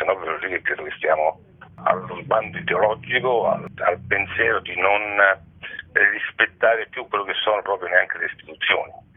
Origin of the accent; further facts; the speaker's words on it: Rome, Lazio, Italy; Io sono nato e abito a Monteverde